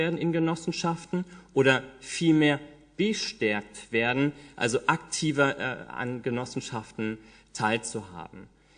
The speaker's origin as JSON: {"language": "German", "town": "Marburg", "region": "Hesse", "country": "Germany", "said": "Ich komme aus Marburg und bin von zu Hause aus Jurist."}